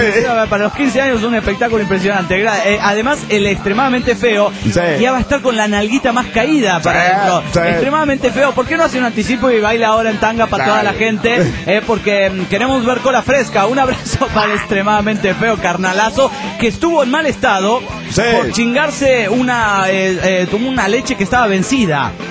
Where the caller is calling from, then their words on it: Puebla, Mexico; La semana pasada les escribí para pedirles que felicitaran a un una nalguita bien rica de aquí del estado de Puebla.